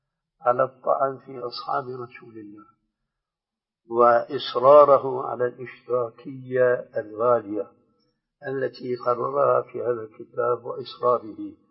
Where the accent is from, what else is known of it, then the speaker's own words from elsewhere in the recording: Syria; كما يقولون عندنا في الشام نص الكلام ما عليه جواب